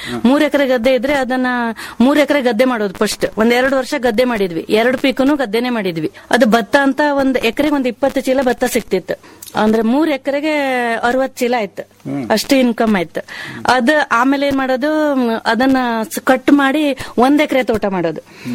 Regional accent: Shatoddi, Karnataka, India; ಶಾತೋಡ್ಡಿ ಅಂತ ನೀವು ಕೇಳಿರ್ಬೇಕು, ಇವಾಗಿನ ಜೋಗ್ ಫಾಲ್ಸ್ ಇದೆ ನೋಡ್ರಿ, ಅದ್ಲ ಹತ್ರದಲ್ಲೇ ಇತ್ತು ನಮ್ಮೂರು. ಅಲ್ಲಿದ್ದವ್ರು ನಾವು.

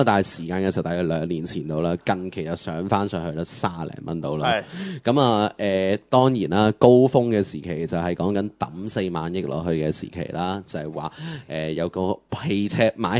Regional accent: Hong Kong; 即係我哋香港人又好，甚至其他嘅人對於佢嘅汽車個款式嚟講先啦

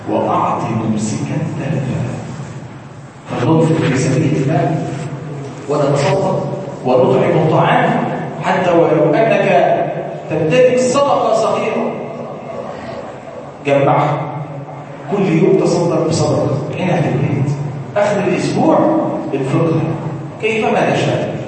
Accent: Egypt; اللهم ارزقنا في بلادنا مصر الاهل والامان

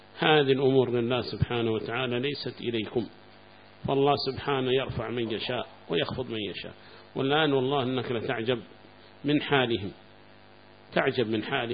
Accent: Mukalla, Hadhramaut, Yemen; وعندنا في المكلا أيضا معنا مسجد واحد كان

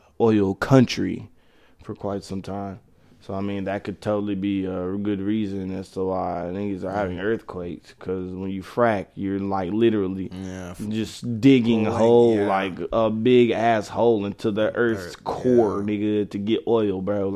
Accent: Dallas, Texas, United States; also born or lived in Tyler; I'm originally from Dallas. I was born in Oak Cliff, and I lived in Oak Cliff up until 97 when they first put DART in. Because I remember Dallas before DART. And when they first put DART in, I started living in Tyler, Texas.

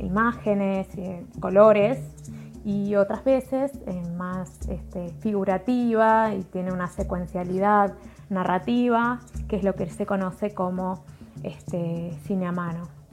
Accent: Concordia, Entre Ríos, Argentina; now in Paraná, Argentina; soy de Concordia, pero vivo en Paraná hace muchos años.

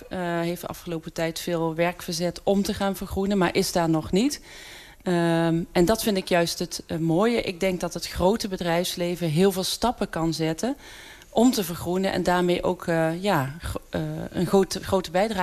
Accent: Maastricht, Limburg, Netherlands; Want ik ben in Maastricht opgegroeid. Ik heb hier altijd gewoond.

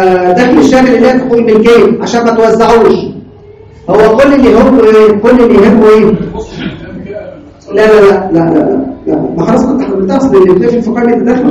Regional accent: Egypt; لكن عندنا في مصر لا، اعاده التقييم غير مسموح فيها

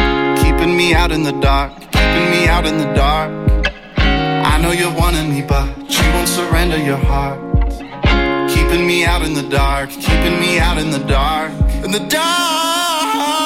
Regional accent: Normandy, France; chez moi en Normandie?

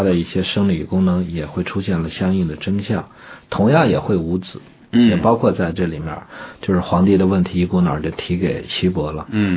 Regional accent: China; 我们身为中国人，整天说自个儿是中华人民共和国公民

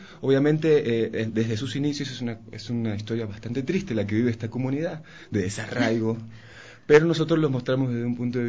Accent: Argentina; moved away as an adult; now in Ecuador; Yo soy de Argentina, estoy hace 8 años, 9 años viviendo en Ecuador

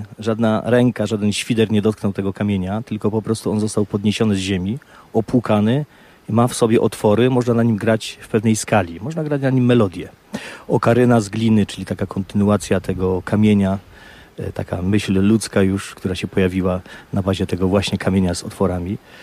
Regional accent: Istebna, Silesian Voivodeship, Poland; born there; 23 lutego. Wtedy przyszedłem na świat w Istebnej, w wielki mróz.

